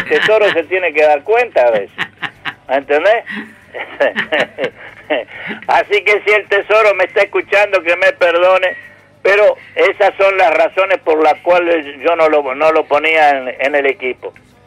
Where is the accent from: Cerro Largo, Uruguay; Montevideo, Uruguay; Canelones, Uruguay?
Canelones, Uruguay; Soca; moved away; yo nunca pensé haber salido de Soca, haber dejado mi pueblo